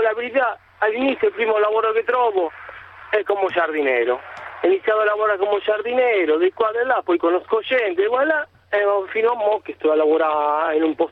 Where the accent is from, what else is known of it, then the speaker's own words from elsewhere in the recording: Argentina; Italian is a second language; now in Italy; sono argentino, inizia nel 2000 con il primo viaggio verso Tenerife e sto un paio di mesi lavorando